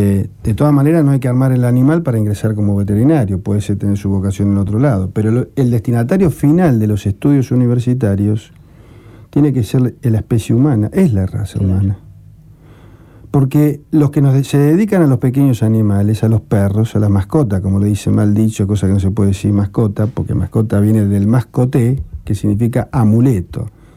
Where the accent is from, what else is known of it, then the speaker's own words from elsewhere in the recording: Rosario, Santa Fe, Argentina; moved away; O sea, Rosario, yo soy hijo de Rosario, hace muchos años que vivo afuera.